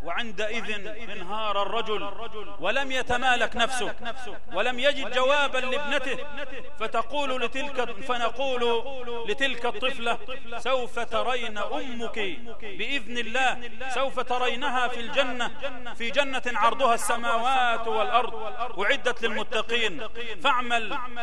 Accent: Egypt; اللهم اجعل بلدنا مصر آمنا مطمئنا سخاء رخاء

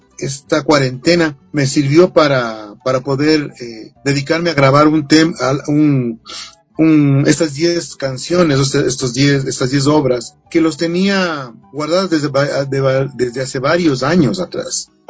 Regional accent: Ecuador; pero nuestros instrumentos tradicionales como ecuatorianos se han ido perdiendo

